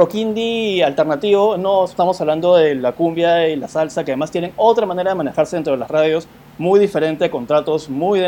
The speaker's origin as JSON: {"language": "Spanish", "country": "Peru", "said": "¿Cómo yo me reconozco como peruano si no tengo idea qué es la música peruana en general"}